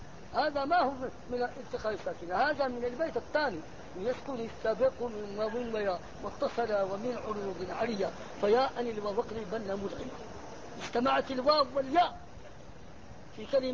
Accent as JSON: {"language": "Arabic", "country": "Egypt", "lives_now": "Mecca, Saudi Arabia", "said": "انا مصري ازعل"}